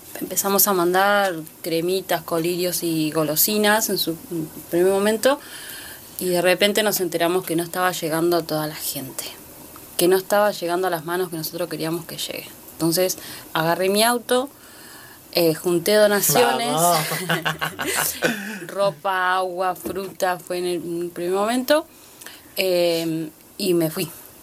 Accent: El Maitén, Chubut, Argentina; yo soy del Maitén, una localidad ahí a 16, 20 kilómetros de Puyén.

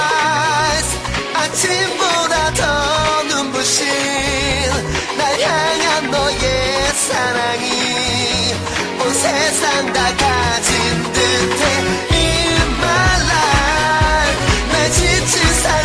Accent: South Korea; 저희가 한국 사람이라서

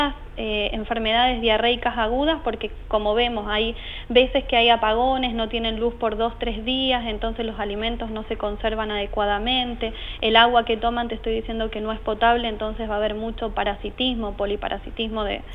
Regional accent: Argentina; Nosotros somos médicos argentinos graduados en Cuba.

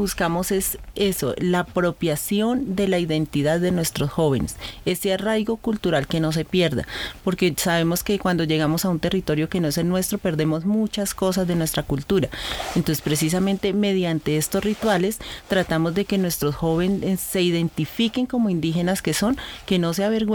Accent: Tolima, Colombia; now in Bogotá, Colombia; Nosotros los pijados venimos del sur del Tolima, somos indígenas, compartimos este territorio en Bogotá por diferentes circunstancias.

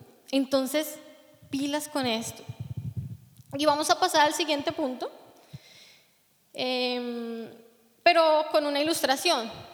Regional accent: Colombia; saben que soy colombiana

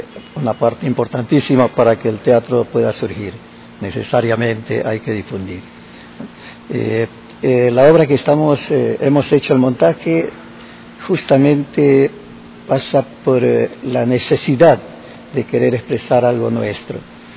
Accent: Guayaquil, Guayas, Ecuador; yo soy de Guayaquil, pero estoy residiendo actualmente ya 5 años acá en la provincia.

